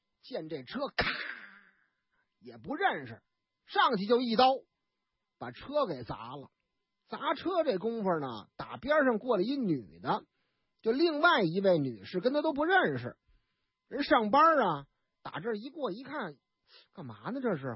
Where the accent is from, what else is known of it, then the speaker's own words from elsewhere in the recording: Northeast China, China; 但是呢，有一点，我们东北人老家话哪句呀